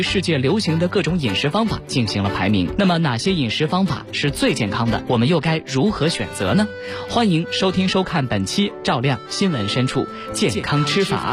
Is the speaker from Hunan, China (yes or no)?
no; Lanzhou, Gansu, China; 我们兰州人做牛肉面的时候一定要有一把香菜才可以